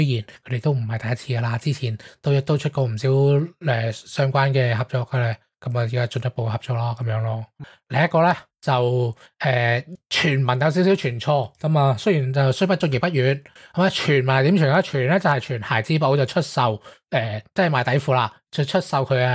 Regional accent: Hong Kong; 佢哋消委会应该冇我哋香港嗰个咁快

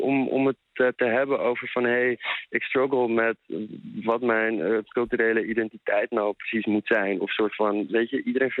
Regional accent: Amsterdam, North Holland, Netherlands; Ja, zeker. Ik ben opgegroeid in Amsterdam.

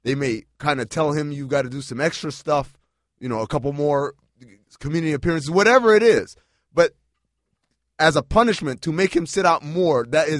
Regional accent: New York, United States; See, I grew up in New York, and I thought everywhere closed at like 5 in the morning when the sun came up.

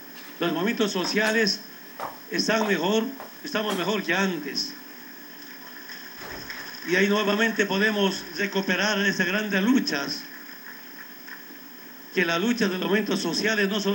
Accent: Bolivia; La otra responsabilidad que tenemos como bolivianos

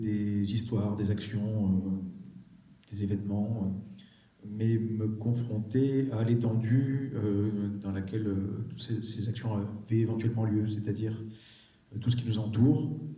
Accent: Marseille, Provence-Alpes-Côte d'Azur, France; born there; Moi je suis plutôt d'originaire du sud, c'est-à-dire que je suis né à Marseille, donc ce ne sont pas les mêmes latitudes, pas les mêmes climats, pas les mêmes lumières.

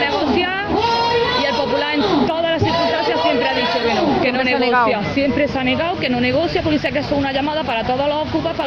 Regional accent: Granada, Andalusia, Spain; Yo y mi marido somos de aquí de Granada, estuvimos en Tarragona trabajando, solo que el trabajo era temporal

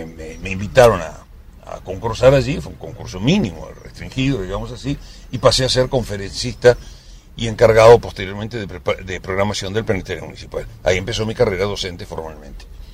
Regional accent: Montevideo, Uruguay; nací en Montevideo y viví en una casa urbana, aunque tenía un hermosísimo jardín, iba con mis padres al campo, particularmente iba todos los años a Minas

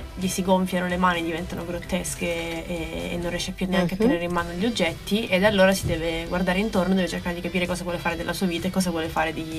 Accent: Porto Empedocle, Sicily, Italy; del mio paese, Porto Empedocle, in provincia di Agrigento.

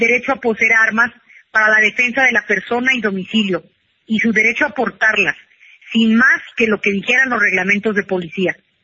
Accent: Mexico; para que como mexicanos defendiéramos a nuestra nación

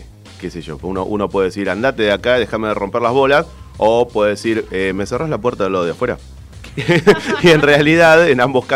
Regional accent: Argentina; somos argentinos y a mucha honra.

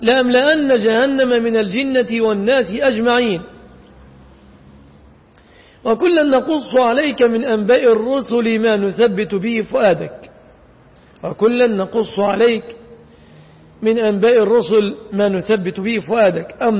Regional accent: Egypt; وهذا الذي يفعل الآن في بلادنا مصر

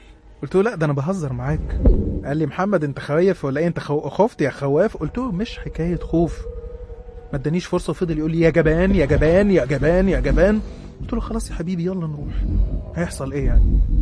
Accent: Minya, Minya Governorate, Egypt; عندي 20 سنة. أنا من الصعيد وتحديدا من المنيا. عايش في المنيا أنا ووالدتي ووالدي متوفى.

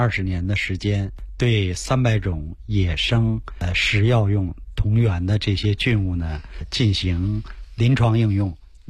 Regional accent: China

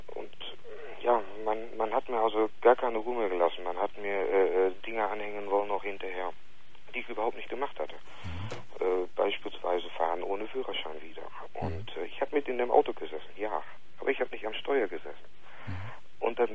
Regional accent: Germany; now in Netherlands; Ich bin Deutscher.

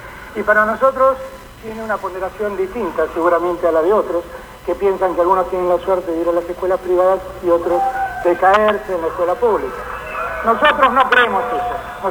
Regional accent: Buenos Aires, Argentina; La amo tanto, soy tan porteño. Me encanta ser porteño, me encanta estar en la ciudad. Me encanta ser tan porteño como federal. Me encanta ser un porteño que ama el interior del país

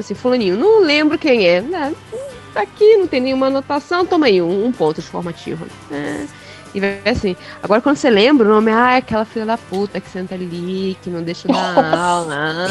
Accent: Brasília, Federal District, Brazil; Eu sou brasiliense, tem uma diferença muito grande nisso.

